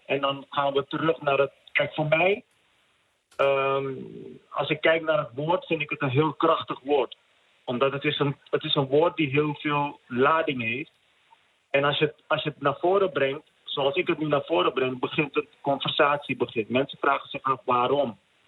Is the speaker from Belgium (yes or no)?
no; Suriname; Maar het doet mij wel wat dat wij als Surinamers nog steeds elkaar op een bepaalde manier bejegenen.